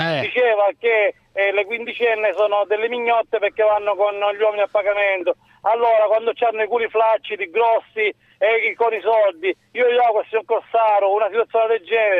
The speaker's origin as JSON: {"language": "Italian", "town": "Catania", "region": "Sicily", "country": "Italy", "said": "Sono di Catania."}